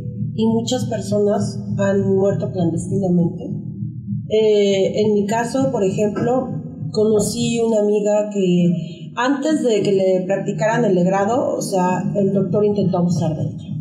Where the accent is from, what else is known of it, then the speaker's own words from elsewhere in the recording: Chiapas, Mexico; Yo soy de Chiapas, ¿no? Entonces, en ese estado, aparte de que es un estado muy pobre y muy ignorante y súper conservador en algunos puntos